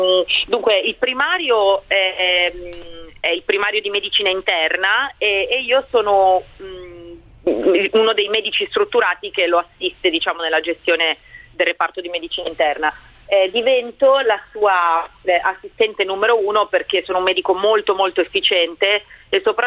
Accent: Milan, Lombardy, Italy; io sono rimasta a casa a Roma, anche se io sono di Milano

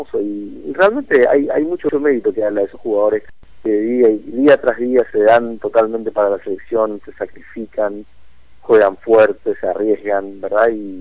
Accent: Paraguay; cuando uno le decís yo soy paraguayo

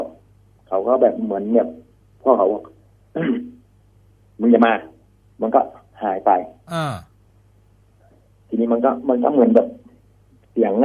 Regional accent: Trat, Thailand; born there; ผมเกิดที่จังหวัดตราดครับ

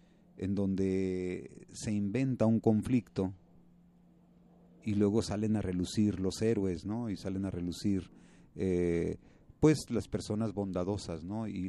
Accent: Mexico; now in Switzerland; me sentí así como que mexicano, dije, bueno, pues ya no, yo que tenía planes de volverme ciudadano suizo

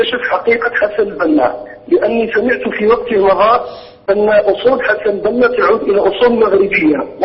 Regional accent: Algeria; عندنا في الجزائر

